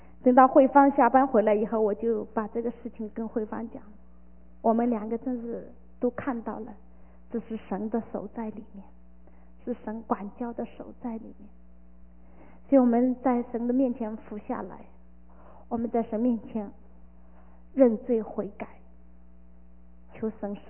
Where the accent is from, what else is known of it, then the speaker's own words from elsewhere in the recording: China; 我们中国人叫是种什么就收什么，是吧？